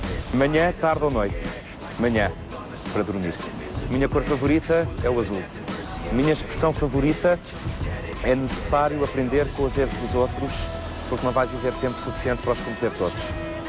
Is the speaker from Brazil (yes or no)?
no; Lisbon, Portugal; born there; Tenho 38 anos, nasci em Lisboa e vivo em Sintra.